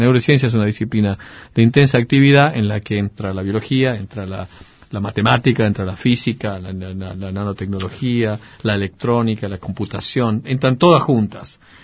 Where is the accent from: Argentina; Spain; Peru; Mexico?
Argentina; Tucumán; moved away; also born or lived in Bariloche; fueron cuando me fui de Tucumán a Bariloche. Esos fueron los tiempos que extrañé. Extrañaba Tucumán.